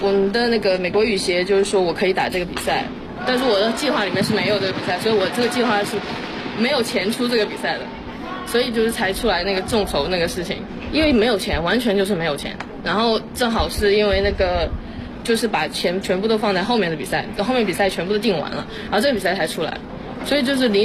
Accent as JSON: {"language": "Chinese", "country": "China", "said": "我也是中国人嘛"}